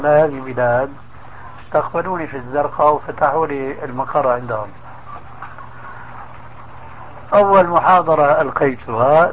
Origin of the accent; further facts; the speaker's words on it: Syria; كانوا من كما يقولون عندنا في سوريا في الجماعة من عظم الرقبة